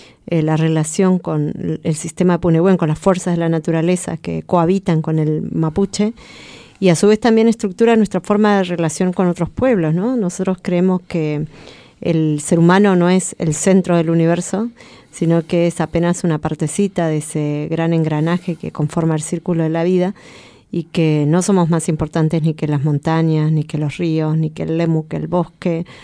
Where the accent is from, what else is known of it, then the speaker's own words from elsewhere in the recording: Chubut, Argentina; Yo vengo de Puel Mapu. Vengo de la provincia, hoy llamada provincia de Chubut, que queda al sur de la Patagonia, del lado bajo administración argentina. Y bueno, los mapuches somos una nación milenaria, que somos una nación sin estado